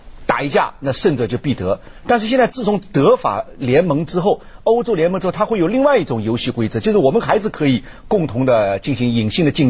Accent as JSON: {"language": "Chinese", "country": "China", "said": "这种模式是连我们中国人自己都很难解释的一种模式"}